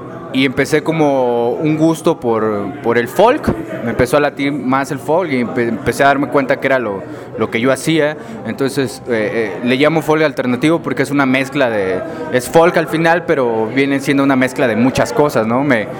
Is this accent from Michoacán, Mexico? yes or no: yes; Tangamandapio, Michoacán, Mexico; yo soy de Michoacán, de un pueblito con crepúsculos arrebolados llamado Tangamandapio.